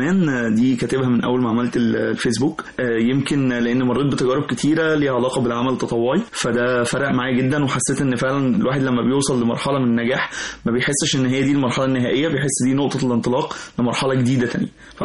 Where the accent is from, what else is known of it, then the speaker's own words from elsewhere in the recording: Egypt; وده دورنا وده كلنا كمصريين، فهي ارض مباركه